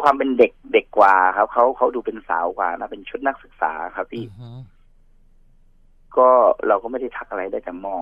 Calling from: Bangkok, Thailand; ตอนนี้ผมอยู่กรุงเทพครับ

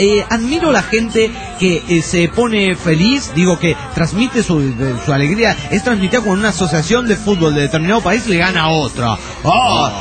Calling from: Bahía Blanca, Buenos Aires Province, Argentina; Les cuento que … de Bahía Blanca, República Argentina.

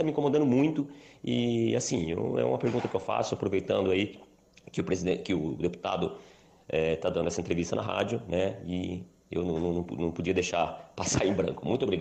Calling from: Sorocaba, São Paulo, Brazil; eu sou aqui do Jardim Josane, né, Sorocaba.

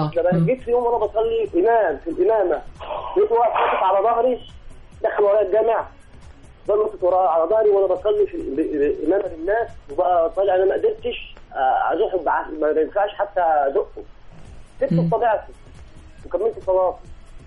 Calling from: Sharqia Governorate, Egypt; انا بكلمك من الشرقيه

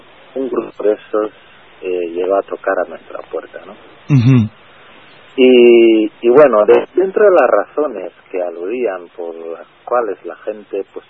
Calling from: Madrid, Community of Madrid, Spain; Soy un vecino de Madrid.

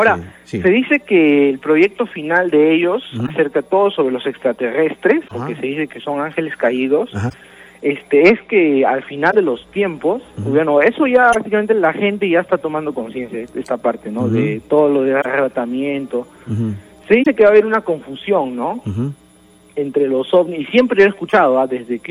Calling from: Villa El Salvador, Lima, Peru; De Villa El Salvador.

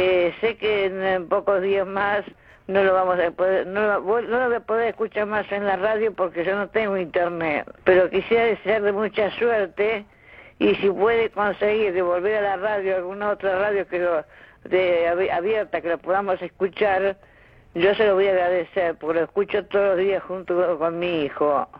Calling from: Santos Lugares, Buenos Aires Province, Argentina; de Santos Lugares

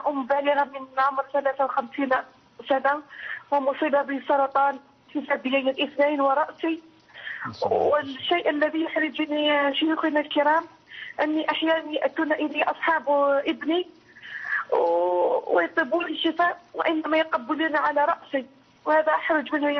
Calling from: Algeria; من الجزائر، من فضلك

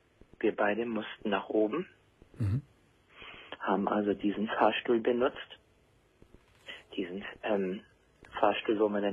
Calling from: Hamburg, Germany; Und es gibt da bei uns in Hamburg

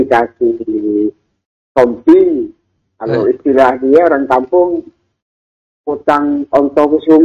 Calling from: South Sumatra, Indonesia; dari Sumatera Selatan.

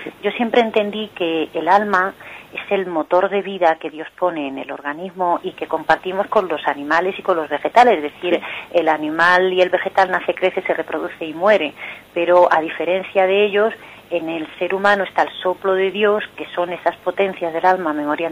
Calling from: Madrid, Community of Madrid, Spain; de Madrid.

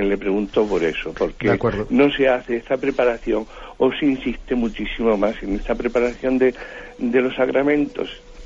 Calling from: Madrid, Community of Madrid, Spain; de Madrid.

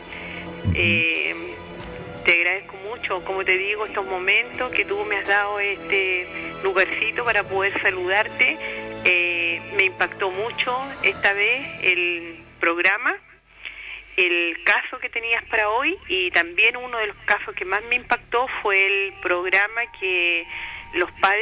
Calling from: San Miguel, Santiago Metropolitan, Chile; Estoy llamando de acá, de la comuna de San Miguel.

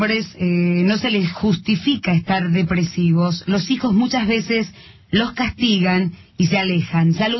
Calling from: Córdoba, Argentina; de Córdoba y después de separarme perdí todo, mi laburo.

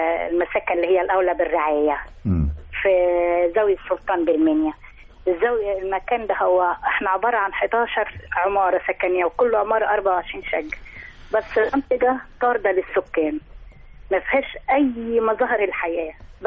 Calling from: Minya, Minya Governorate, Egypt; من المنيا.

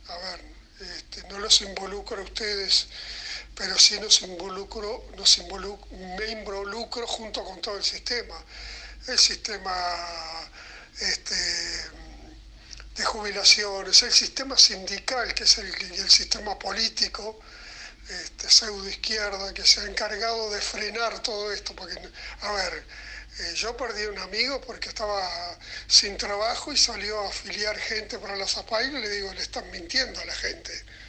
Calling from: Punta de Rieles, Montevideo, Uruguay; de Punta de Rieles. Un abrazo.

